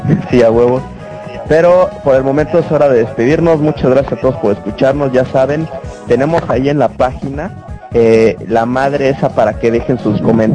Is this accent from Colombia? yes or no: no; Mexico; Yo soy mexicano, mucho honra, y vamos a juntarnos todos en grupo